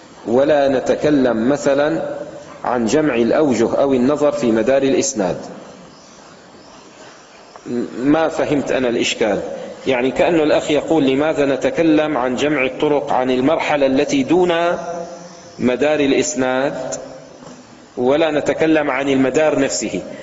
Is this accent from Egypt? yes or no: no; Levant, Syria; عندنا في الشام مثل عامي يستعمل في وصف الرجل الجاهل